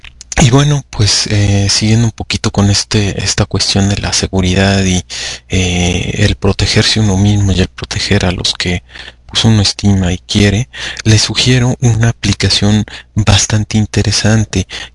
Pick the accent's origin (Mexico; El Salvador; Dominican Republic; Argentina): Mexico; Aquellos que no tenemos hijos, comportarnos como buenos mexicanos, como gente de bien.